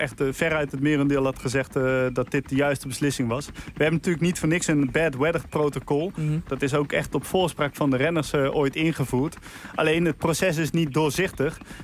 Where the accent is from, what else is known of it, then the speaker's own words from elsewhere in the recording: Breda, North Brabant, Netherlands; Je weet, ik ben opgegroeid in Breda.